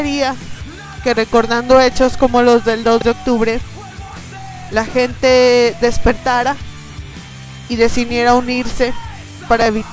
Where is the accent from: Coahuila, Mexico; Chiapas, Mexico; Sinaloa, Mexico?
Coahuila, Mexico; Torreón; por ejemplo acá Torreón, de donde soy yo, no es tan provincia